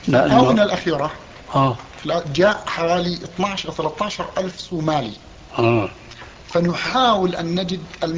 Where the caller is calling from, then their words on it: Canada; ثم أرسلته الفلوس أنا من كندا فوصلت بعد العيد